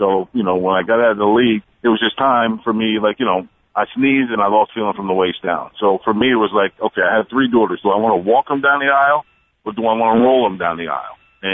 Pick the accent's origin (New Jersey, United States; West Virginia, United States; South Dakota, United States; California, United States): New Jersey, United States; I'm Jersey. You know what I mean? I'm from New Jersey, so we're not built the same either.